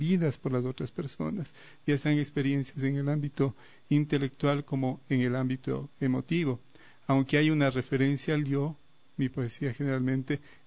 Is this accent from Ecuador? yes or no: yes; Riobamba, Chimborazo, Ecuador; born there; also born or lived in Quito / Spain; yo nací en Riobamba hace como 55 años. Estudié luego acá en la ciudad de Quito